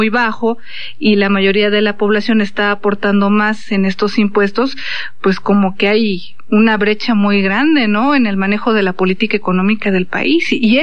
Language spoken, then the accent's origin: Spanish; Mexico; bien sabemos, como mexicanos, que el 10% de la población concentra el 40% de la riqueza nacional.